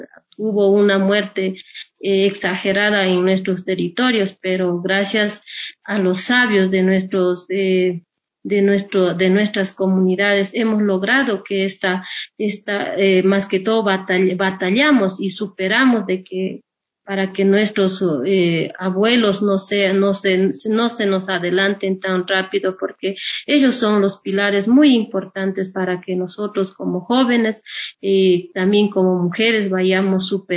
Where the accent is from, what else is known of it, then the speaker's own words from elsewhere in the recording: Ecuador; a pesar de que nos dicen son indígenas, que nosotros nada tenemos que ver, somos parte del Estado, nosotros somos ecuatorianos.